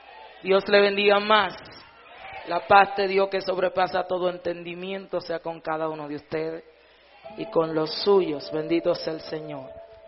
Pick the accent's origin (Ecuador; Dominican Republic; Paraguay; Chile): Dominican Republic; como dominicanos, nos llevamos una linda experiencia de este lugar